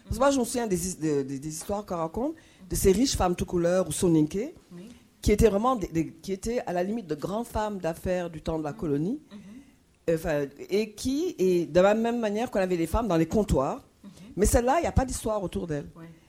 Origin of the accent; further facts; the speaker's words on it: Dakar, Senegal; Bon, je suis sénégalaise, je suis de Dakar et je vais souvent à Gorée.